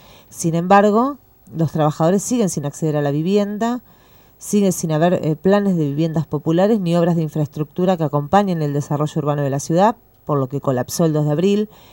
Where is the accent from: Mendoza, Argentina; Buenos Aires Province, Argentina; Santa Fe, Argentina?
Buenos Aires Province, Argentina; La Plata; fui una de las miles de víctimas de la inundación de La Plata, soy del barrio de La Loma